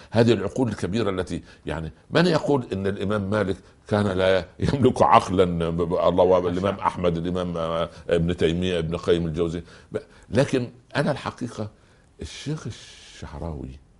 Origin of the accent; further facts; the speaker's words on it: Egypt; ما يقولوا عندنا في مصر من جوار السعيد يسعد.